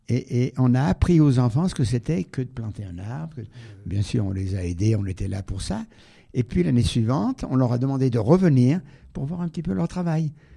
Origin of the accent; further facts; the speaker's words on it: Auvergne-Rhône-Alpes, France; Oui, je suis du Pays de Gex.